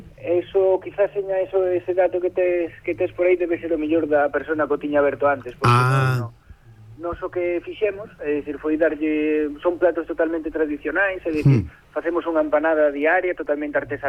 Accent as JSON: {"language": "Galician", "town": "Lugo", "region": "Galicia", "country": "Spain", "said": "Non, eu son de Lugo"}